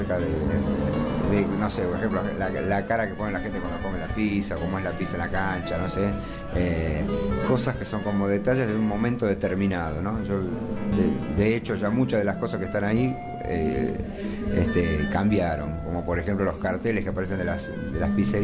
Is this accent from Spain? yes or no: no; Argentina; cómo nos relacionamos los argentinos con la comida, ¿no?